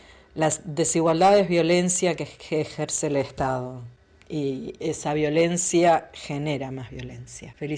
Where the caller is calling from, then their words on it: Remedios de Escalada, Buenos Aires Province, Argentina; Soy de Remedios de Escalada.